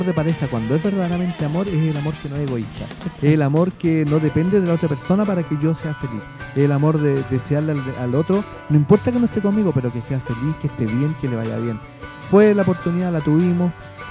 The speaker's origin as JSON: {"language": "Spanish", "town": "Valdivia", "region": "Los Ríos", "country": "Chile", "said": "yo soy de Valdivia."}